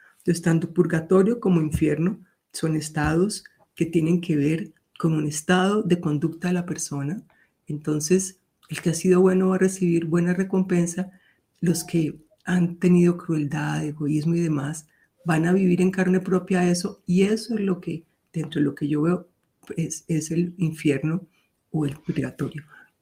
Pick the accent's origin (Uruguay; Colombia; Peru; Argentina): Colombia; que incluso como en mi país, Colombia, gente maravillosa que se enfrentó a la guerrilla y a los paramilitares para defender su pueblo